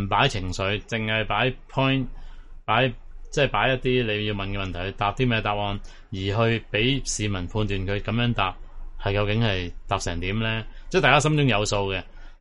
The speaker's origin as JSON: {"language": "Cantonese", "country": "Hong Kong", "said": "我哋香港人所憂慮嘅唔係講你嗰啲收回咗嗰啲或者改良咗個版本啊"}